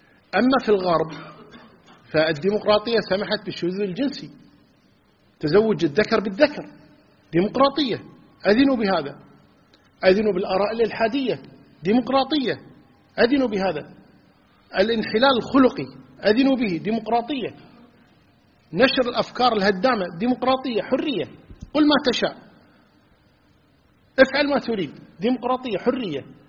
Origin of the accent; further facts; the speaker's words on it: Kuwait; لقضية الانتخابات عندنا في الكويت